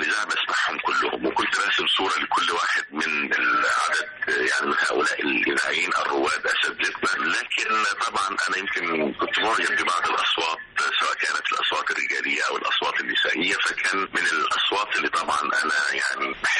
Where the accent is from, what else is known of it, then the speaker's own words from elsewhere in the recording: Aswan Governorate, Egypt; now in Alexandria, Egypt; ولو لم أكن انتقلت من قريتي من أسوان إلى الإسكندرية